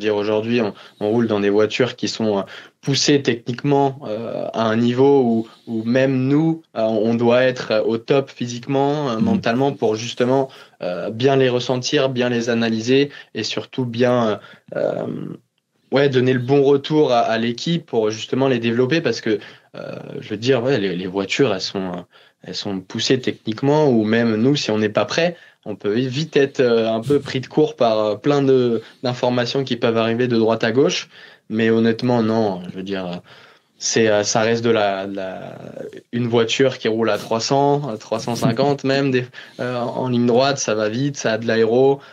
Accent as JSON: {"language": "French", "country": "France", "said": "Je suis français, donc je reviens"}